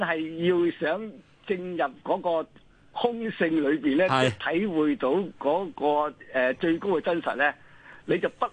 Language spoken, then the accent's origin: Cantonese; China; 我哋中國人吸收印度嘅波野思想嘅精髓嘅時候咧